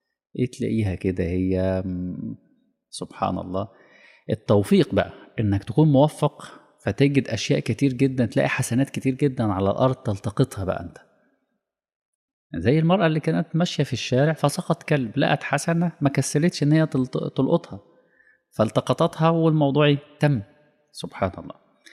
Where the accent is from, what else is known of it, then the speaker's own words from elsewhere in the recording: Egypt; هي فخمة ديت يعني خاصة بينا احنا يعني. كمصريين